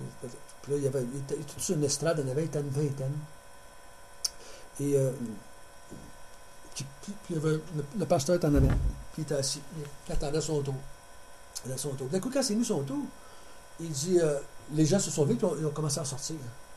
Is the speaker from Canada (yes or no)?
yes; Quebec, Canada; Parce qu'on a parlé à des Québécois en tant que Québécois.